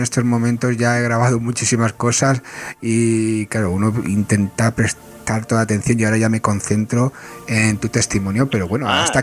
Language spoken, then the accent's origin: Spanish; Catalonia, Spain; yo, que soy muy catalán en ese sentido, en el acento no, pero en el sentido de la pela sí